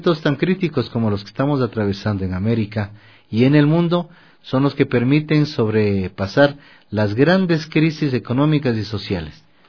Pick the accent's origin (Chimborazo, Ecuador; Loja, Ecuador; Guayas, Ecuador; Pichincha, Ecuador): Pichincha, Ecuador; Quito; Yo soy un ser urbano, como te decíamos desde este espacio, somos urbanos, somos quiteños, ecuatorianos